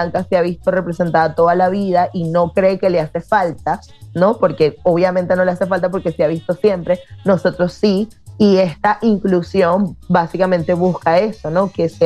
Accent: Venezuela; las tres somos venezolanas.

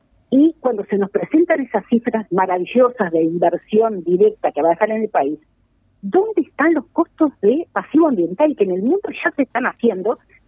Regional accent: Uruguay; tenemos que sentarnos a pensar como uruguayos

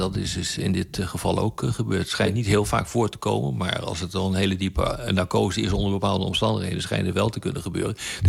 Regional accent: Zwolle, Overijssel, Netherlands; also born or lived in Dordrecht / Groningen / Leiden; Ik ben geboren in Dordrecht, ik ben opgegroeid in Zwolle. En vervolgens ben ik naar Groningen gegaan om te studeren. En daarna naar Leiden om verder te studeren.

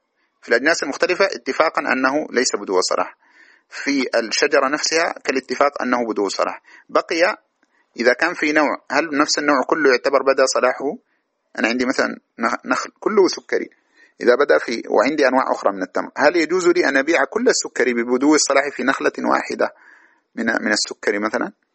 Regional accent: Sudan; وعندنا في السودان مثلا بركاوي والقنديلة والتمودة وهذه الأشياء

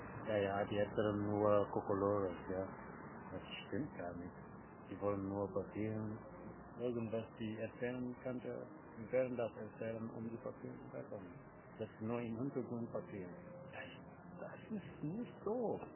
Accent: Senegal; German is a second language; now in Germany; hab mich besser gefühlt in Senegal. Ich bin in meiner Heimat, ich habe mich besser gefühlt.

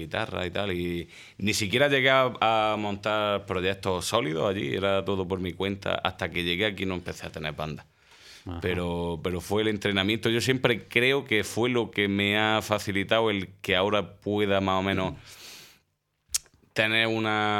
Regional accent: Córdoba, Andalusia, Spain; now in Granada, Spain; he vivido en Córdoba un tiempo, he vivido, uh-huh. bueno, en realidad 12 años, yo me crié allí en Córdoba.

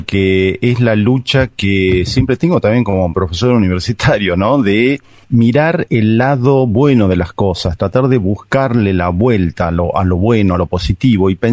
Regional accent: Argentina; nosotros tenemos una memoria como argentinos

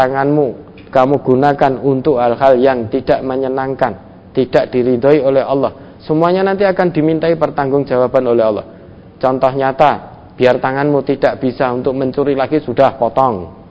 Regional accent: Java, Indonesia; Kalau bahasa kita orang Jawa mungkin bisa dengan bahasa kromo kalau kita bisa.

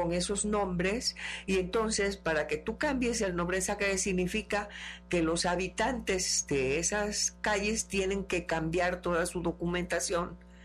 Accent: Cosamaloapan, Veracruz, Mexico; Yo estaba en Cosamaloapan, yo soy de Cosamaloapan, uh-huh, Veracruz. Estudiaba la preparatoria

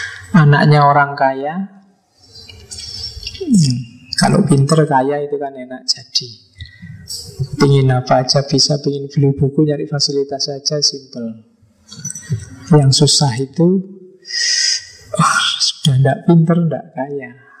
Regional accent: Yogyakarta, Special Region of Yogyakarta, Indonesia; Saya orang Jogja, Jawa Tengah, kalau bilang su gitu kan, seolah-olah akrab sekali.

